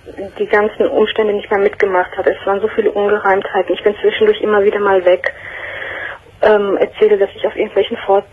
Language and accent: German; Turkey; now in Germany; bin ich Türkin